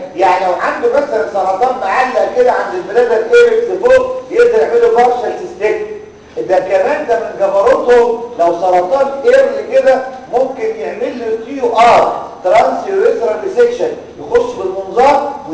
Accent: Egypt; كل ده كلام ابليكابل عندنا في مصر

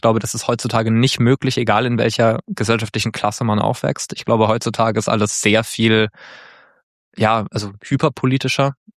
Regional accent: Mannheim, Baden-Württemberg, Germany; Ich komme, wie gesagt, aus Mannheim und in der Nähe von Mannheim, das ist nicht so weit von der französischen Grenze.

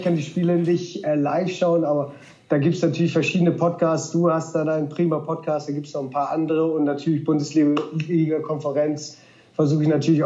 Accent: Wolfsburg, Lower Saxony, Germany; moved away as an adult; also born or lived in Cologne / London; now in Dublin, Ireland; ich bin in Wolfsburg groß geworden und natürlich seit direkt zum VfL, das ging 94 los. Und aber dann 2000 bin ich dann aus Wolfsburg weg. Und bin dann über Köln

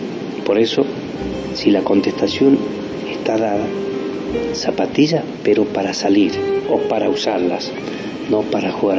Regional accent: San Miguel de Tucumán, Tucumán, Argentina; Nací en San Miguel de Tucumán un 23 de agosto del año 1941.

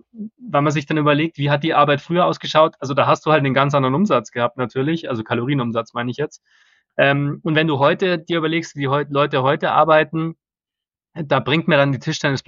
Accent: Bavaria, Germany; jetzt sind immer so viele Schweinshaxen, genau, gerade bei uns in Bayern natürlich.

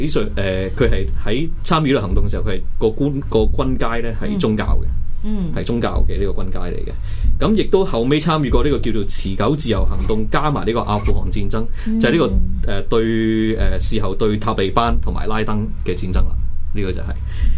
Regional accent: Hong Kong; 因为第一，我哋香港人本身冇香港嘅国旗

